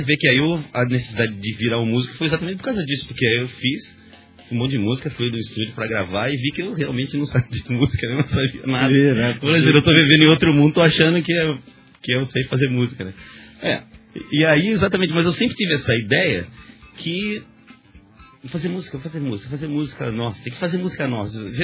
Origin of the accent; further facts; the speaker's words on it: São Paulo, Brazil; eu sou paulistano, né? Sempre gostei da cidade